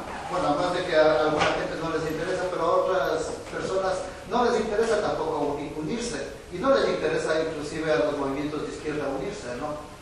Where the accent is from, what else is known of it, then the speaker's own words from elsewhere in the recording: Ecuador; now in Bilbao, Spain; yo soy de Ecuador y bueno, resido aquí en Bilbao